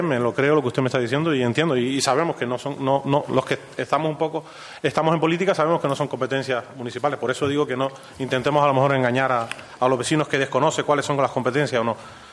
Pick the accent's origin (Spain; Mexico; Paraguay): Spain; Ingenio, Canary Islands; born there; soy canario, no nací en Lanzarote, nací en Gran Canaria, municipio de Ingenio, padres de Valsequillo, mi padre de Valsequillo, mi madre de Agüime.